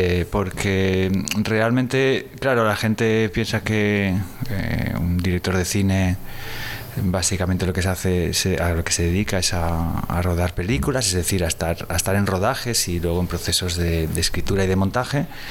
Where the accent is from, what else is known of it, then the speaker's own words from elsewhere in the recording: Gandia, Valencian Community, Spain; also born or lived in Galicia; yo ya había vivido en Valencia porque en realidad me crié en Gandía, y desde hace ya en los últimos años había estado viviendo en Galicia